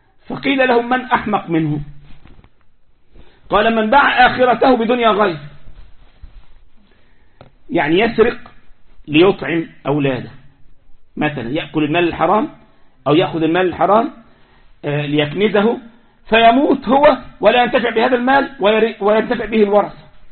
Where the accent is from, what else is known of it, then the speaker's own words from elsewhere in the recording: Egypt; عندنا في مصر يقول لك صاحب بالين كذاب وصاحب ثلاثة منافق.